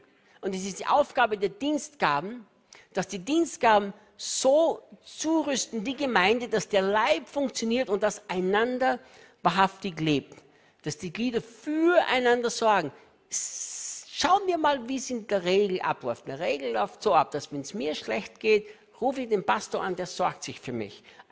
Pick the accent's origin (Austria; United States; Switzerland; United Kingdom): Austria; Ich bin Österreicher, hatte nichts gegen die Schweiz, niemals. Wir Österreicher denken, die Schweiz ist ein geniales Land.